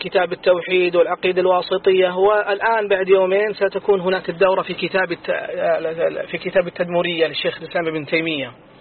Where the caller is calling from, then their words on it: Bahrain; انا اكلمكم من البحرين يا شيخ